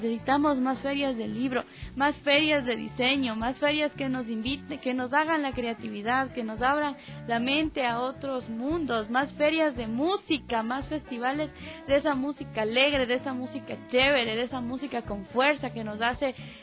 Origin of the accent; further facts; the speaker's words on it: Quito, Pichincha, Ecuador; Yo creo que celebramos a Quito por lo que somos ahora los quiteños.